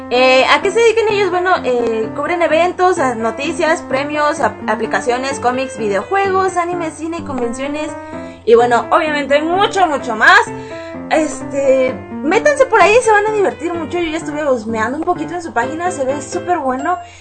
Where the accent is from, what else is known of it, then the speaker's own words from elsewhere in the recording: Peru; Y las festividades en mi país, Perú, no me agradan.